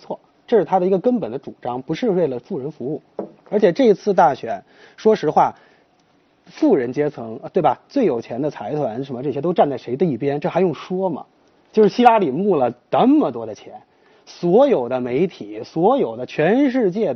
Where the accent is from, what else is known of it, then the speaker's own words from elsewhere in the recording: China; 我是中国人啊，我不知道饶教授的国籍，我是中国人